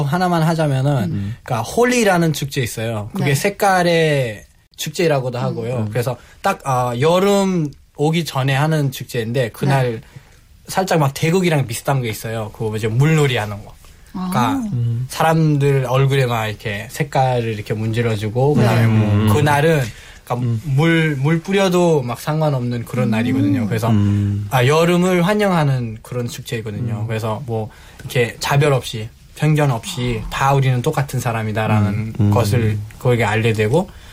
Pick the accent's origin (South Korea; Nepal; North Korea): Nepal; Korean is a second language; 다들 이제 네팔인으로서